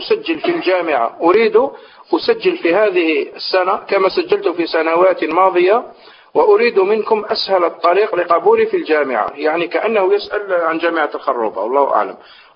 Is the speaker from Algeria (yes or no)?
yes; Constantine, Constantine Province, Algeria; لأن البعض، هذا لو أنا من قسنطينة، البعض في قسنطينة يزعمون